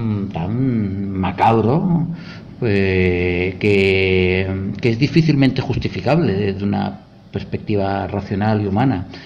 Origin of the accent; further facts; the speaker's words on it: Spain; ¿y cómo, siendo español, te atreves a hacer una película sobre la guerra civil en Guatemala, ¿no?